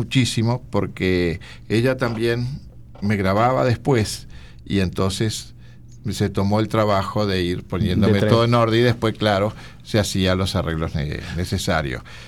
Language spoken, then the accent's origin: Spanish; Uruguay; Onetti es un hombre que uno como uruguayo lo conoció con ese vozarrón